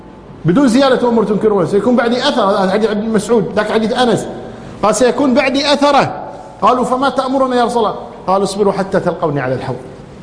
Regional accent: Kuwait; حتى اللي عندنا في الكويت

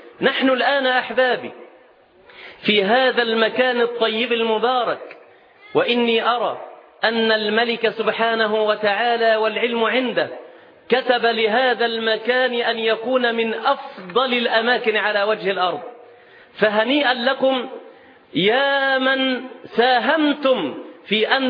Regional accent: Nazlet Khayal, Sharqia Governorate, Egypt; وقريتنا اسمها نزلة خيال في محافظة الشرقية، مركز أبو كبير.

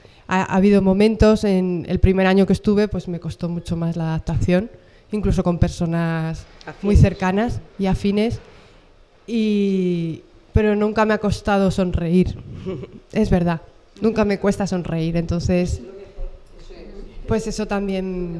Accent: Coslada, Community of Madrid, Spain; now in Perales de Tajuña, Spain; yo me crié en Coslada, nací en Madrid y mis padres son de Santander y de León.

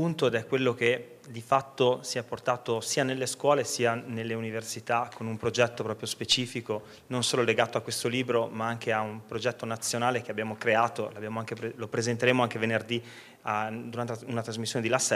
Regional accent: Bolzano, Trentino-Alto Adige, Italy; io sono di Bolzano

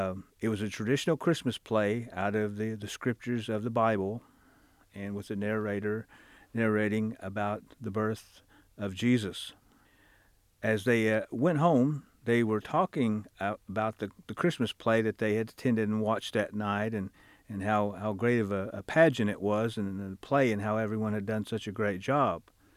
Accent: Pryor, Oklahoma, United States; and I'm from Pryor, Oklahoma.

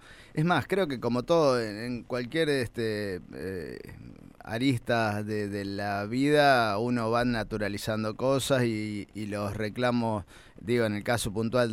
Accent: María Teresa, Santa Fe, Argentina; el vecino, por ejemplo, de mi pueblo, de María Teresa, paga las obras

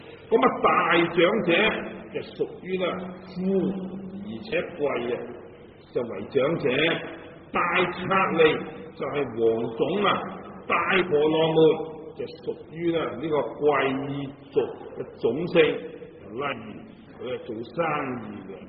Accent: Hong Kong; 我们香港人所谓呢你都痴线的

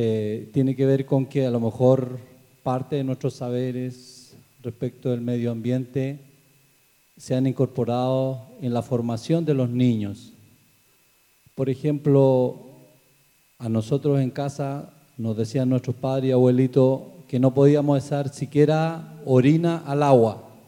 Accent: Carahue, Araucanía, Chile; Soy de Carahue, del territorio de San Colico, que también nosotros tenemos un basural allí. Son comunidades mapuches que estamos alrededor de Carahue.

